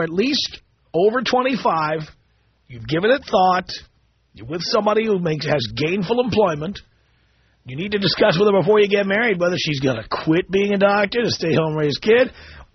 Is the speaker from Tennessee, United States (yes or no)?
no; New York City, New York, United States; now in Los Angeles, United States; I don't think of myself as a New Yorker. I've been gone from New York for 25 years.